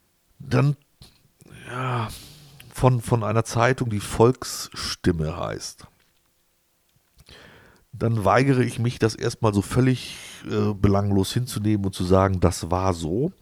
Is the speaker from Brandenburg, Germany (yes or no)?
no; Wolfsburg, Lower Saxony, Germany; Ich komme aus der Region Wolfsburg und so weiter.